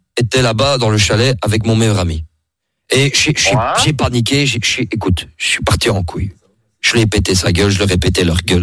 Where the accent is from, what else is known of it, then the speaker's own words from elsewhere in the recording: Marseille, Provence-Alpes-Côte d'Azur, France; De base, moi, je viens de Marseille